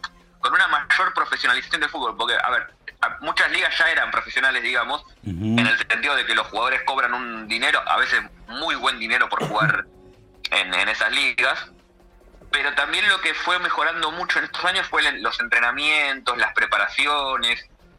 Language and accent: Spanish; Argentina; yo soy argentino, claro.